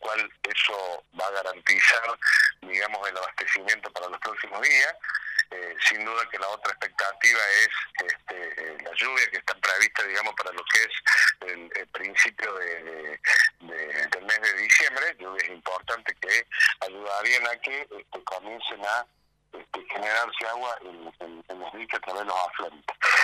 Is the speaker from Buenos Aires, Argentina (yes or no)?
yes; Sierra Chica, Buenos Aires, Argentina; los nativos que somos de acá de Sierra Chica, ya estamos como acostumbrados a la situación hídrica